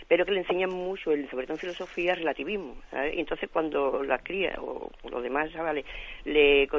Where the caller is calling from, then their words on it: Seville, Andalusia, Spain; de Sevilla.